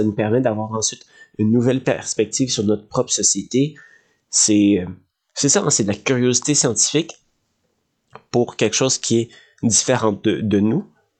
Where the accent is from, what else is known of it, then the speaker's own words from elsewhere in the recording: Quebec, Canada; en tant que Québécois, moi j'ai un rapport à l'État, un rapport à l'identité nationale, un rapport à la langue qui est unique au monde.